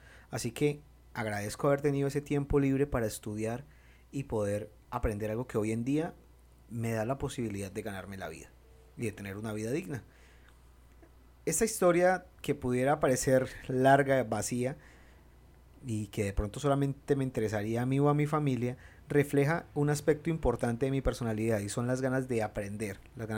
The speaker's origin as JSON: {"language": "Spanish", "country": "Colombia", "said": "no pude estudiar la carrera de periodismo o comunicación social como se conoce en mi país"}